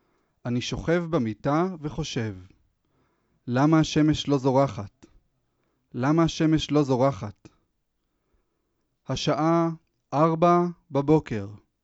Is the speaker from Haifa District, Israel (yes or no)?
no; Jerusalem, Jerusalem District, Israel; born there; להיות פה, בירושלים, גם עיר הולדתי